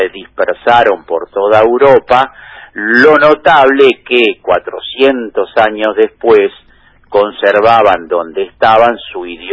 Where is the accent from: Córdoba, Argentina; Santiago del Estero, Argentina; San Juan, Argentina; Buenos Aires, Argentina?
Buenos Aires, Argentina; born there; obviamente nací acá, yo nací en Colegiales.